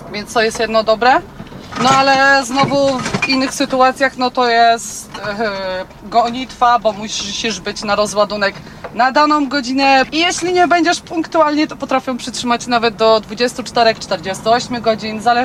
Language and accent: Polish; Pomeranian Voivodeship, Poland; Ja jestem miłośniczką kaszub. Ja się zresztą na Kaszubach wychowałam i jakoś to jest chyba moje miejsce na ziemi.